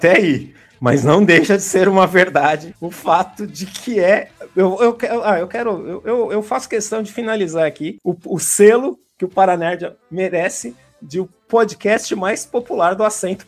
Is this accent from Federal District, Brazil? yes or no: no; São Paulo, Brazil; Sou paulista.